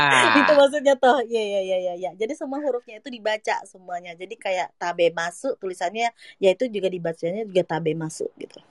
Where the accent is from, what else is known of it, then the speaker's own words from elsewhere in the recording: Indonesia; saya dari Indonesia